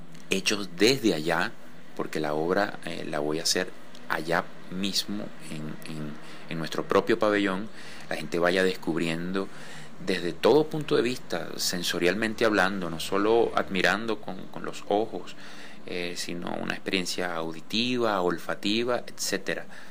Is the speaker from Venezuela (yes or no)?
yes; Venezuela; Soy pintor venezolano